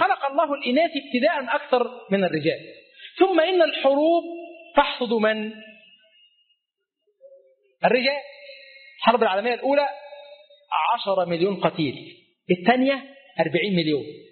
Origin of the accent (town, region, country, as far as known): Egypt